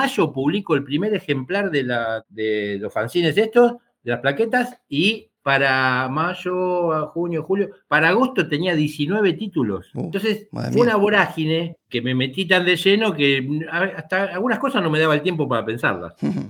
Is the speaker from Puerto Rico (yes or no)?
no; Argentina; Yo encantado, pero me tienen que invitar, porque somos argentinos y no tenemos dinero.